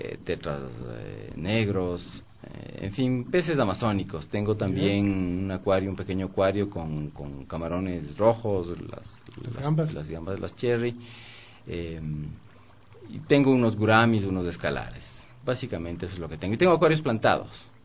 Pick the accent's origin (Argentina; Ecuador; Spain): Ecuador; Quito, Pichincha; lo mío fue hace muchísimos años, creo que como bastantes quiteños.